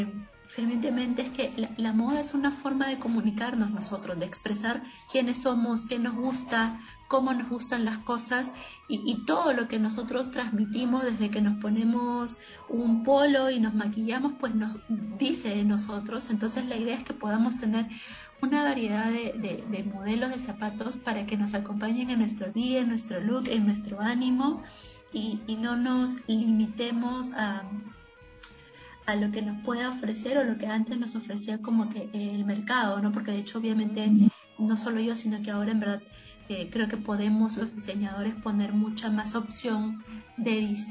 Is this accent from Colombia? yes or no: no; north, Peru; soy de Perú, soy del, bueno, nací en el norte del Perú